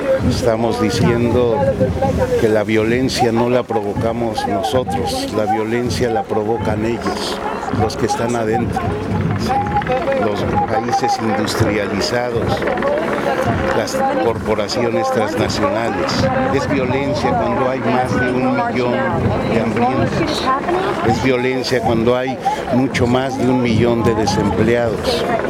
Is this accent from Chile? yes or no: no; Mexico; soy de México, de Vía Campesina.